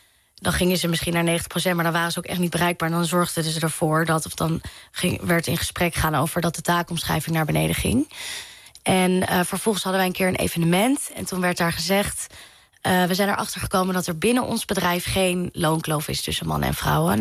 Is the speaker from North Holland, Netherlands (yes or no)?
yes; Amstelveen, North Holland, Netherlands; ik ben opgegroeid in Amstelveen. En ik heb wel op hockey gezeten. En mijn middelbare school zat in Amsterdam-Zuid.